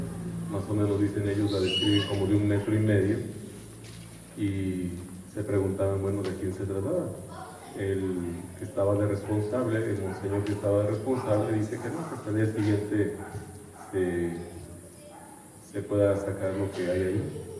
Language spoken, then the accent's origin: Spanish; Irapuato, Guanajuato, Mexico; soy originario de Irapuato, soy salesiano de San Juan Bosco, tengo 14 años ya como presbítero, fui ordenado ahí en el Santuario Nacional de San Juan Bosco en León